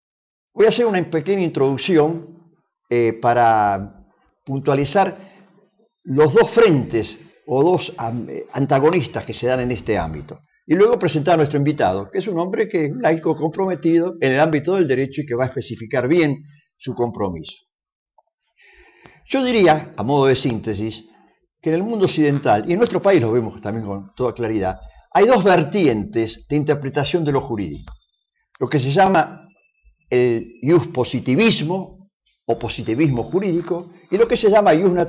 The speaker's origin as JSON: {"language": "Spanish", "country": "Argentina", "said": "como ciudadanos argentinos, católicos argentinos, como laicos argentinos"}